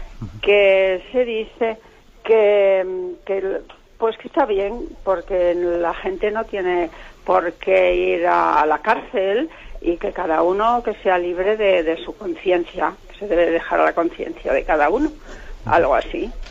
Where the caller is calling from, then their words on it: Salamanca, Castile and León, Spain; de Salamanca.